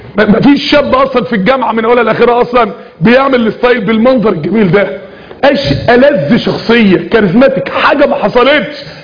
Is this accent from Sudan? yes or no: no; Egypt; الاختام احنا عندنا في مصر هنا الاختام في ورقة كده بتستلمها وانت نازل من بطن الام ساعة الولادة